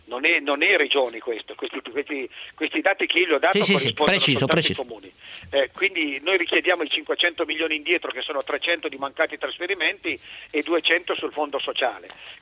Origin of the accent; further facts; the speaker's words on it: Turin, Piedmont, Italy; ma sono di Torino